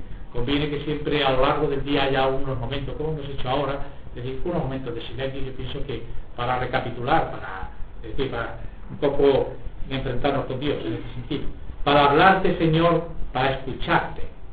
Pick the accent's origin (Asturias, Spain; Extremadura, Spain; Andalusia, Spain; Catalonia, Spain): Extremadura, Spain; Sí, hay extremeño, yo soy extremeño, ¿verdad?